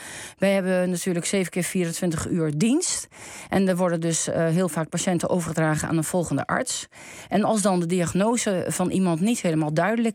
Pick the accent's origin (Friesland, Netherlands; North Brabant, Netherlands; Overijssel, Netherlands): Overijssel, Netherlands; Enter; born there; Dat lag in de bibliotheek in Enter, mijn geboorteplaats.